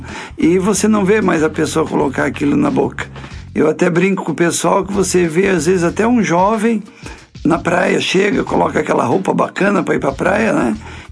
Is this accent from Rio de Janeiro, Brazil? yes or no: no; Balneário Piçarras, Santa Catarina, Brazil; Eu sou nascido e criado aqui em Balneário Piçarras, né?